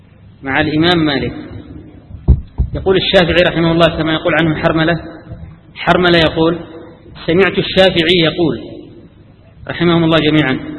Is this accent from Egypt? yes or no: no; Yemen; أنا أذكر في مجلس أحد المحدثين عندنا في اليمن